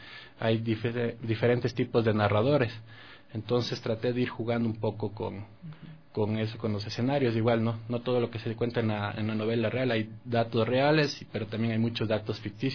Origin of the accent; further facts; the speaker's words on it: Quito, Pichincha, Ecuador; Yo soy de aquí, de Quito, y cuando estudié en el colegio estuve en el Gonzaga, cuando funcionaba por la tarde en La Mañosca, donde es el San Gabriel.